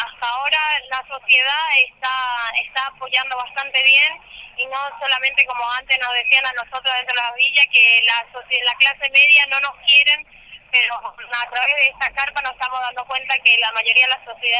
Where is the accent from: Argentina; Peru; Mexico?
Argentina; Buenos Aires; Yo soy de Playón Fraga.